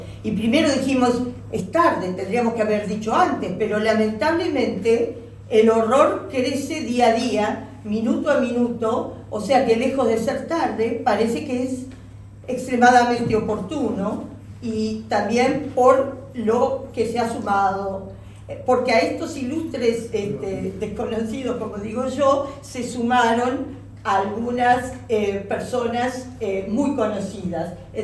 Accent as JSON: {"language": "Spanish", "country": "Uruguay", "said": "como uruguayos, no queremos que se repitan historias de holocaustos"}